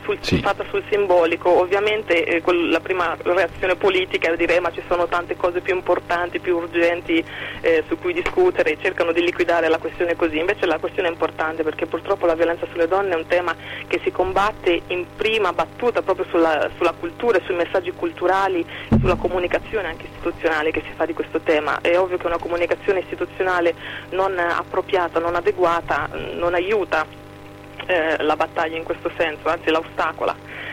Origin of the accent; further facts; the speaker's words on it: Marche, Italy; Vidi Editore che è un piccolo ma validissimo editore marchigiano della mia terra di origine